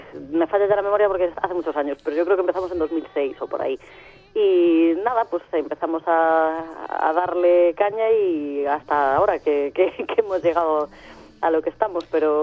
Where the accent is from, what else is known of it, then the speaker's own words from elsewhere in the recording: A Coruña, Galicia, Spain; somos de Coruña, pero somos gallegos, Coruña.